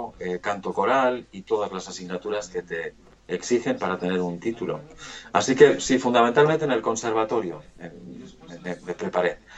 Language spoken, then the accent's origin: Spanish; Bilbao, Basque Country, Spain; Mirad, yo provengo del País Vasco, de Bilbao.